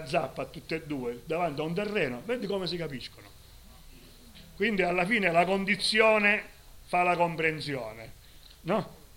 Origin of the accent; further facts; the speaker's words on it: Sicily, Italy; perché noi siamo siciliani e l'anarchia noi la faremo in Sicilia